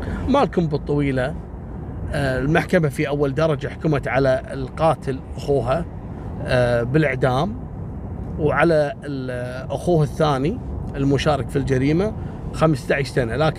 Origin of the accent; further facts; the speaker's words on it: Kuwait; المهم راح إلى جمعية سوبر ماركت كبير عندنا في الكويت في منطقة اسمها منطقة ضاحية عبد الله السالم.